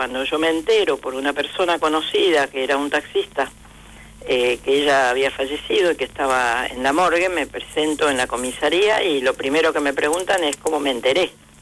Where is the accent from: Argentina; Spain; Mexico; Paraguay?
Argentina; Misiones; Yo vengo de la selva de Misiones con apenas una primaria